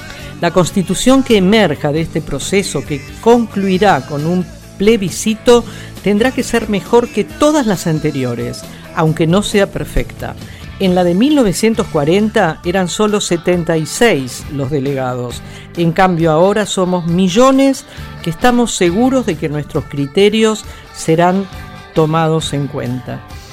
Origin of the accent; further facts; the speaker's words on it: Cuba; Yo, como todo cubano, está discutiendo cada uno de los capítulos y artículos del proyecto de constitución de la República de Cuba.